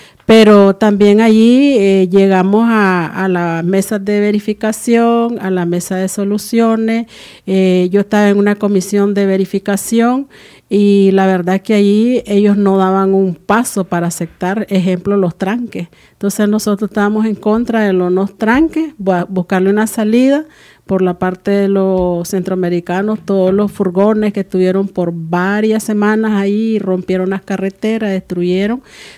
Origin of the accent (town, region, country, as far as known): Nicaragua